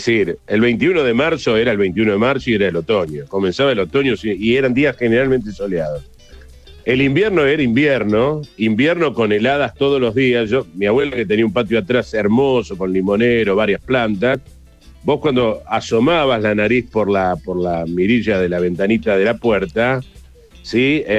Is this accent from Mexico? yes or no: no; Buenos Aires, Argentina; Yo también soy porteño